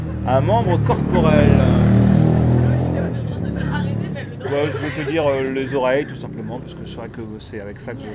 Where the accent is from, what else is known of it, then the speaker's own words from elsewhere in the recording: Hauts-de-France, France; Oui, je suis du Nord, ouais. On parle comme ça dans le Nord.